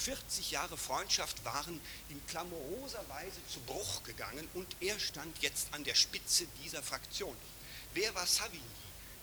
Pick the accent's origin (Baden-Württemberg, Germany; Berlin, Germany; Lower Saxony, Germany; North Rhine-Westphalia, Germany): North Rhine-Westphalia, Germany; Düsseldorf; ich bin aus Düsseldorf